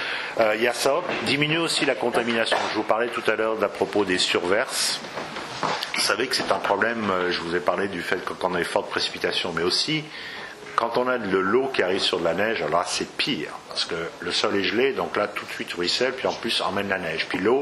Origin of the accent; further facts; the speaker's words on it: Lyon, Auvergne-Rhône-Alpes, France; Je ne sais pas parce que je suis lyonnais, mais c'est vrai.